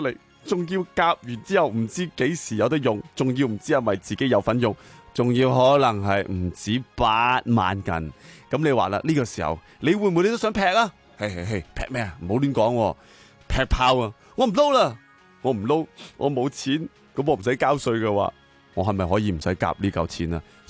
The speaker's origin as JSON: {"language": "Cantonese", "country": "Hong Kong", "said": "我谂我哋香港人系会好大压力"}